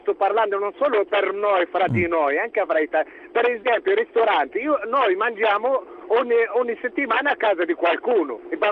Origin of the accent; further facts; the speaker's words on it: Tunisia; Italian is a second language; Dalla Tunisia.